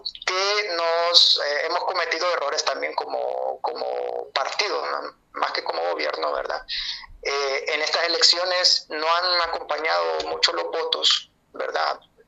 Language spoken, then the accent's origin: Spanish; Honduras; ¿Vamos a salir nosotros como buenos hondureños, digamos, en términos nacionales?